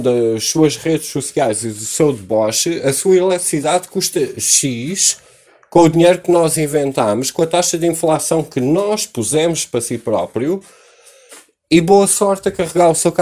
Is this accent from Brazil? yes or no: no; Portugal; Foda-se, eu sou português, este terreno pertence a todos nós